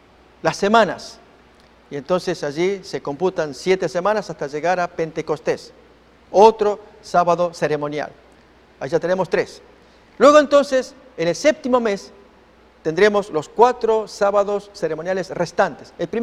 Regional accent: Argentina; Soy argentino y tomaré mi bandera, la bandera argentina

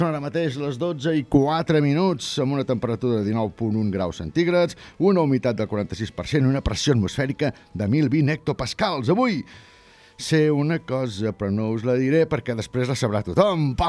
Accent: Puig-reig, Catalonia, Spain; Jo també sóc de Porreig i, a diferència dels meus ídols i compatriotes berguedans

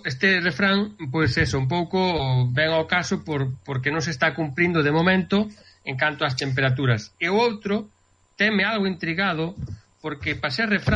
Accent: Galicia, Spain; now in New Jersey, United States; os galegos, eu quero lle moito, son galego

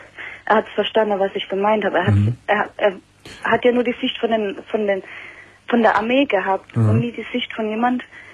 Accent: Italy; now in Germany; Nee, ich bin Italienerin.

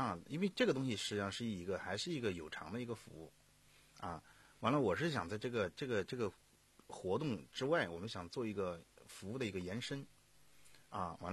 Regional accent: Sichuan, China; 我四川呀，在大巴山，川东地区属于大巴山，啊，这个走出来的，所以受过苦的

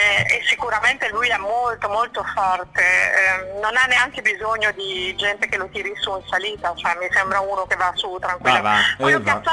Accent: Emilia-Romagna, Italy; sono romagnola come Castan

